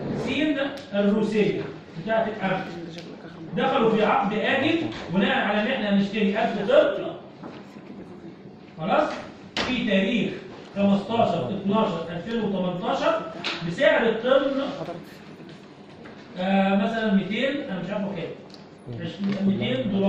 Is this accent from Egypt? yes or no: yes; Egypt; اللي موجود عندنا في مصر حاليا